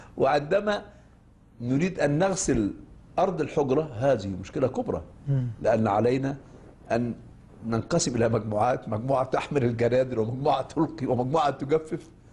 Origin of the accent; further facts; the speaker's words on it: Egypt; now in Cairo, Egypt; إحنا في قريتنا يضاعفون أداة التعريف للمية، فلا تصبح المية وإنما تصبح لمية، فعندما نقول هذا يضحك السكان